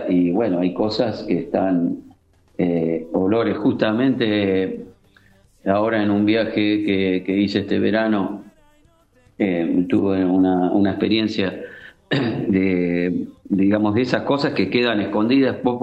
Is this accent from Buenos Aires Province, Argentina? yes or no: yes; Lanús, Buenos Aires Province, Argentina; also born or lived in Avellaneda; Me crié en Lanús, digamos, viví prácticamente siempre en Lanús, aunque nací en Avellaneda.